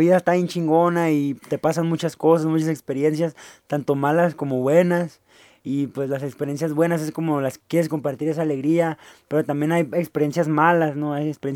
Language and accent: Spanish; northern Mexico, Mexico; hacer música norteña, pues porque pues somos norteños, somos del norte y de eso se trata.